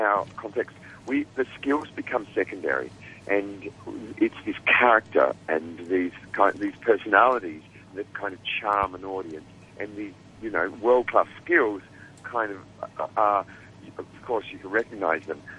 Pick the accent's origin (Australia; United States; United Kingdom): Australia; accent: Australian; Of course, you can tell from my accent, I'm Australian.